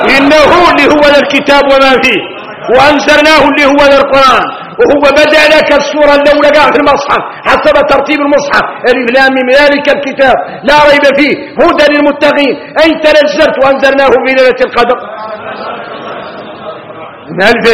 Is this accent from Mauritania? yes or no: yes; Mauritania; إحنا موريتاني